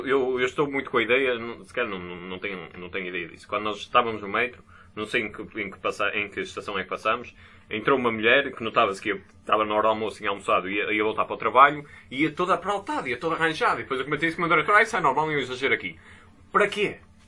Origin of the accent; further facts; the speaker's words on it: Porto, Portugal; born there; nota-se que eu sou cá do norte, nasci no Porto.